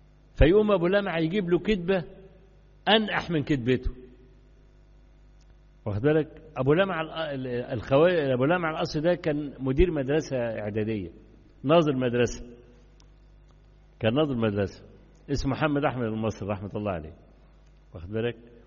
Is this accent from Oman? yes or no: no; Egypt; كان عندنا في مصر زمان في مرحلة 60s and 70s